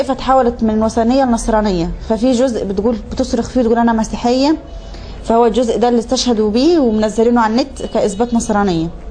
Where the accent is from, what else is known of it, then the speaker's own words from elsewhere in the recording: Tawfiqiya, Minya Governorate, Egypt; born there; والحمد لله ربنا أنعم علي بنعمة الإسلام. أنا من مواليد التوفيقية، مركز صملوط، محافظة المنيا، مواليد يناير 93، 1/1/93.